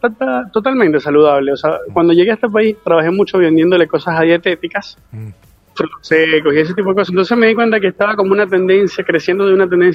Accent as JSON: {"language": "Spanish", "country": "Venezuela", "moved": "yes", "said": "Soy de Venezuela, correcto, sí."}